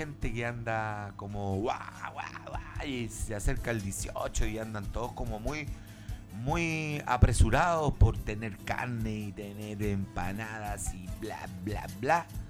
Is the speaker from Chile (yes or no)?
yes; Puente Alto, Santiago Metropolitan Region, Chile; yo vivo en Puente Alto, nací en Puente Alto, me crié en Puente Alto, caminé en Puente Alto, estudié en Puente Alto.